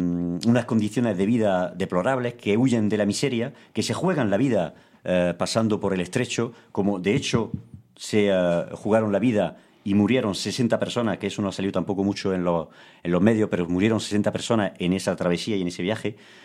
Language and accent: Spanish; Spain; nosotros, un pueblo como el español, que ha sido un pueblo de inmigrantes